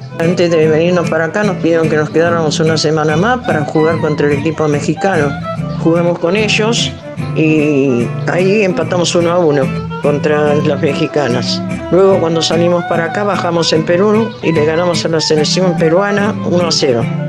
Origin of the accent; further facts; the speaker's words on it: Bernal, Buenos Aires Province, Argentina; also born or lived in Avellaneda / Sarandí; Nací en Avellaneda, viví en Bernal y en Sarandí. En mi casa vivía mi papá, mi mamá y tenía un hermano.